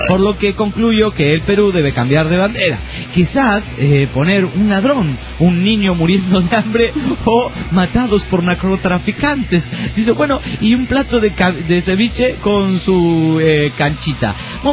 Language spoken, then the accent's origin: Spanish; Bahía Blanca, Buenos Aires Province, Argentina; soy de Bahía Blanca